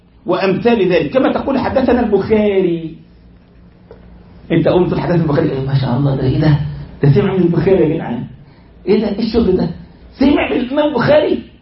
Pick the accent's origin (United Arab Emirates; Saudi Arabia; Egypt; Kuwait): Egypt; زي عندنا في مصر مثلا قرية صغيرة في الكفر شيء اسمها الرياض